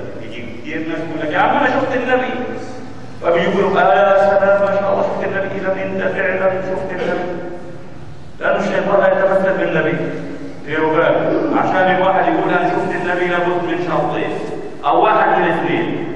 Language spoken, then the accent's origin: Arabic; Gaza, Gaza Strip, Palestine; قلت انا فلسطيني من غزه